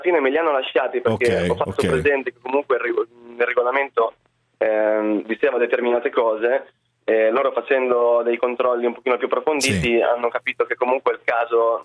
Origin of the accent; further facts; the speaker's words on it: Rimini, Emilia-Romagna, Italy; No, sono di Rimini, di origine.